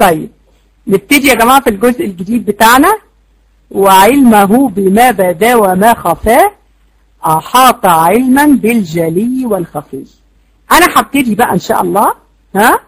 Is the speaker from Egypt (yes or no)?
yes; Egypt; احنا عندنا يا جماعة 70% جهلة في مصر. احنا عندنا في مصر 70% أميين